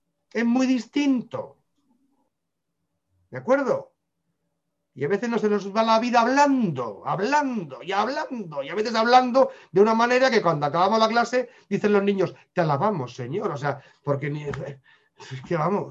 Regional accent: Spain; Pasa que soy español, somos regañones.

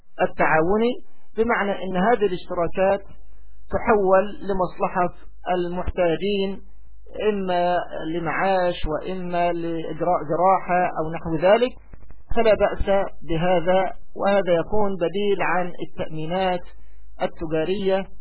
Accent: Egypt; والذي أعلمه من حال النقابات عندنا في مصر

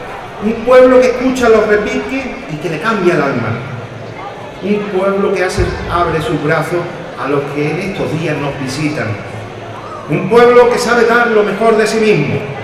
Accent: Archidona, Andalusia, Spain; Pero en esta nada está mi pueblo. Y sueño con mi niña blanca y soy testigo de sus tradiciones. Este es el momento de la feria. Vivamos la feria, a la feria Archidona

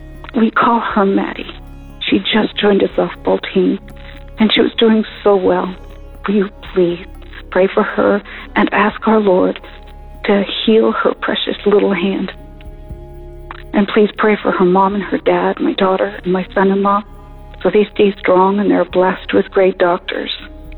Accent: Maine, United States; I'm from Maine.

